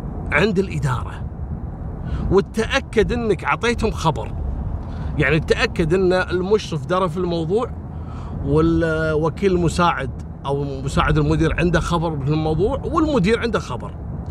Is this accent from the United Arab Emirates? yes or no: no; Kuwait; وأنا أذكر قصة في عندنا في الكويت